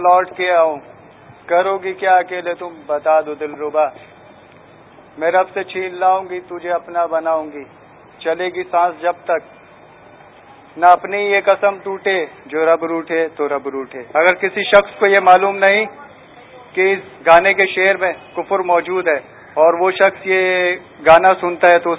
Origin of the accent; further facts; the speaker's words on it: Karachi, Sindh, Pakistan; میں کراچی سے تعلق رکھتا ہوں۔